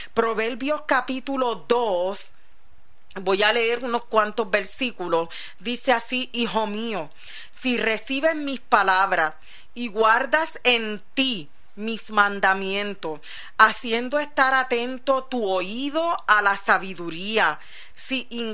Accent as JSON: {"language": "Spanish", "region": "New York", "country": "United States", "tie": "born or raised there", "said": "Que yo nací. Y me crié, parte de mi niñez fue en Nueva York, en Brooklyn"}